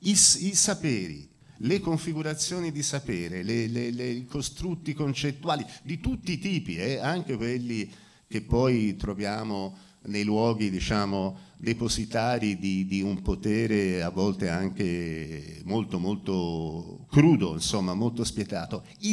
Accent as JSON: {"language": "Italian", "region": "Friuli-Venezia Giulia", "country": "Italy", "said": "io in realtà sono friulano"}